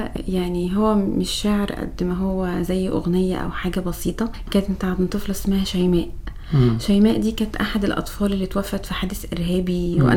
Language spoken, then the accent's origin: Arabic; Mansoura, Dakahlia, Egypt; وكنت الاولى على قسم علم الرياضه في محافظه الدقهليه، انا من المنصوره